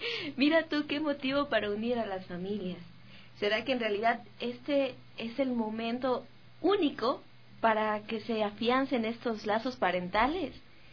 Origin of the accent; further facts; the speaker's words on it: Ecuador; Pero ¿qué hay de aquellas victorias que como ecuatorianos hemos tenido?